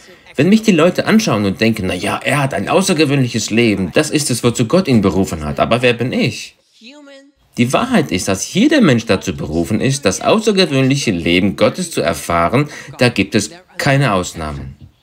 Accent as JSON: {"language": "German", "country": "Austria", "tie": "born or raised there", "also_born_or_lived": "England", "moved": "as an adult", "said": "ich bin Österreicher, geboren und aufgewachsen in Österreich. Und dann schickte mich Gott im Jahr 82 nach England, südlich von London"}